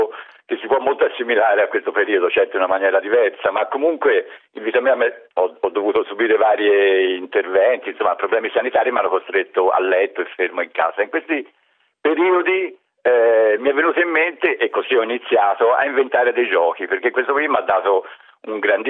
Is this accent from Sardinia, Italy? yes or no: no; Florence, Tuscany, Italy; moved away as an adult; now in Pantelleria, Italy; io sono fiorentino, ma mi sono trapiantato qui a Pantelleria da 30 anni